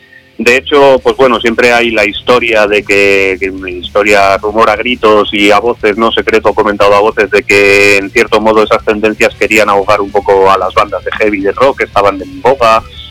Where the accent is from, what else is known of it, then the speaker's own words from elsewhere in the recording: Madrid, Community of Madrid, Spain; Yo soy de Madrid. Madrid, sí, de Madrid capital, de Vallecas, para ser exactos.